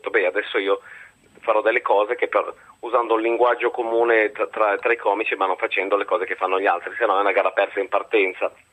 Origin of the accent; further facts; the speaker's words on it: Lombardy, Italy; io vengo dal Varesotto, un'educazione protestante, cattolica, severa